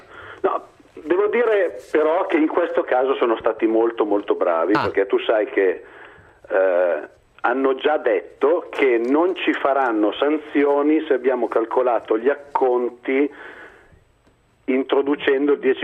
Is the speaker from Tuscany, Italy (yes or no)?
no; Lombardy, Italy; ma io sono lombardo.